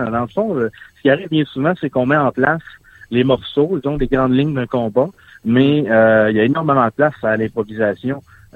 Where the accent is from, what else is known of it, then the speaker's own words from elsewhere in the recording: La Baie, Quebec, Canada; Moi, je viens de la Baie.